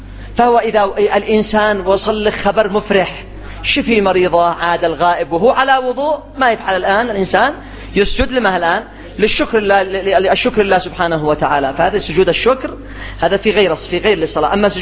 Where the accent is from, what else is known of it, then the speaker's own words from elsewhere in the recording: Yemen; اليوم الجرام الواحد عندنا في اليمن كم؟